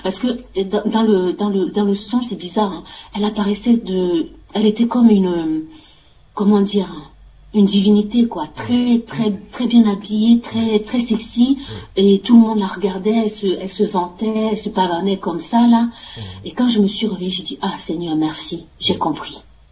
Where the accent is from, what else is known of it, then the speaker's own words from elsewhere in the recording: France; La mission étant terminée, on va rentrer chez nous en France.